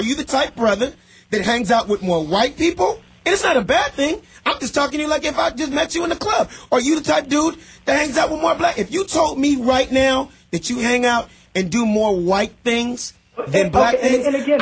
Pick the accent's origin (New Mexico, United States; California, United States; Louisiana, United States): California, United States; Los Angeles; I was the only black kid in an all-white private school, Beverly Hills, but grew up and born and raised in South Central L.A.